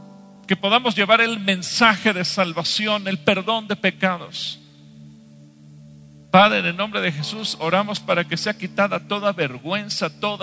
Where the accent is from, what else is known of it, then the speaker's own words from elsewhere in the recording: Mexico; Y como mexicanos te pedimos perdón por nuestros pecados.